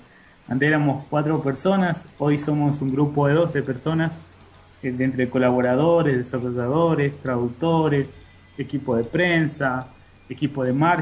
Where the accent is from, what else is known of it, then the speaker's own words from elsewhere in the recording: Salta, Argentina; Somos tres salteños y un muchacho de Buenos Aires.